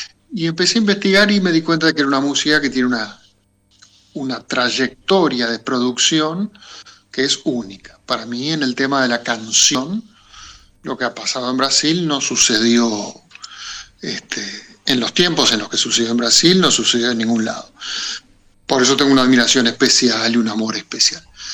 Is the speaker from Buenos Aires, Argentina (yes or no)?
yes; Buenos Aires, Argentina; yo me crié en Buenos Aires, estudié música académica en La Plata, en Bellas Artes